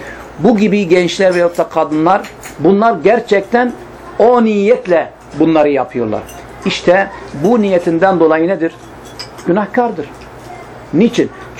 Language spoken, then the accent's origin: Turkish; Midyat, Mardin, Turkey; Yani ben Midyatlıyım. Bizim Midyat'ta biliyorsunuz iki kesimdir. Bir Estel kesimi, bir Midyat kesimi. Hepsi Midyat'tır ama Estel kesimi Müslümandırlar. Midyat kesimi Hristiyandırlar.